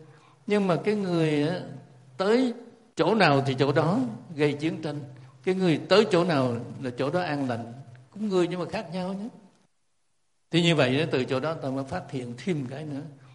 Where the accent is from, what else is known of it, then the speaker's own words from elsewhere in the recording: Cu Chi, Ho Chi Minh City, Vietnam; trên quê tôi là Củ Chi